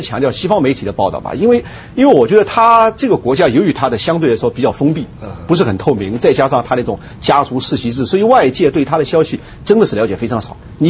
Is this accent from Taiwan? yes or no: no; China; 其实我觉得我们中国人也不要五十步笑百步嘛。